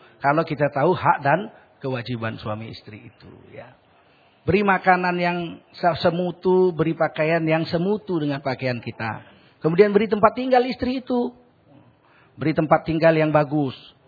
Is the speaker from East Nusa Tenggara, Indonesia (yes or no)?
no; North Sumatra, Indonesia; Jadi kalau kami orang Sumatera Utara, kalau istrinya gemuk, berarti suaminya baik.